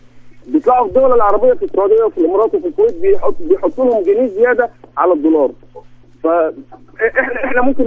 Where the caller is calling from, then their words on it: Alexandria, Alexandria Governorate, Egypt; من اسكندريه.